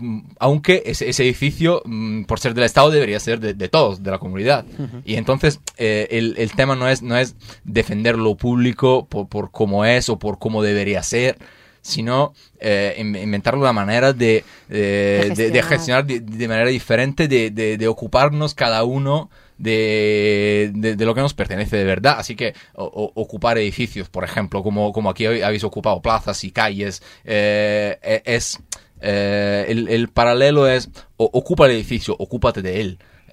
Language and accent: Spanish; Rome, Lazio, Italy; Spanish is a second language; O sea, yo vengo de Roma, que es una ciudad donde con 5 millones oficiales de habitantes y dos líneas de metro.